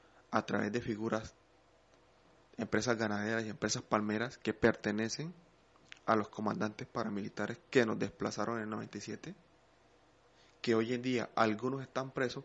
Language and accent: Spanish; Chocó, Colombia; Estamos en el departamento del Chocó.